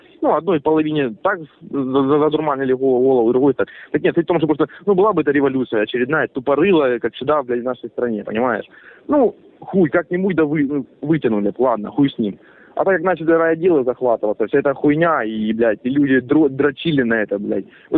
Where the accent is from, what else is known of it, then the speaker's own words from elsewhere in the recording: Horlivka, Donetsk Oblast, Ukraine; вот я вообще родом из Горловки, как бы, по сути-то. Я работал в милиции в Горловке, да?